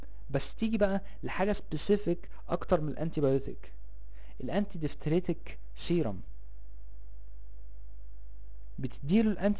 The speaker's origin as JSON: {"language": "Arabic", "country": "Egypt", "said": "عندنا في مصر هنا التطعيم الثلاثي العيل لازم ياخده"}